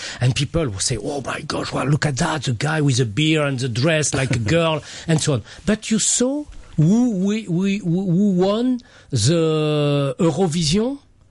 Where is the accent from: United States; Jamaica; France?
France; I come from France, and the culture every day in school and after.